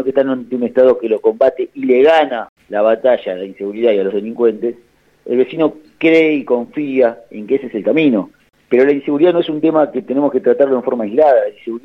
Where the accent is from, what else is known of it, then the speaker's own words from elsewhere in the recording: Argentina; lamentablemente porque somos los argentinos los que lo padecemos, este gobierno viene en caída libre.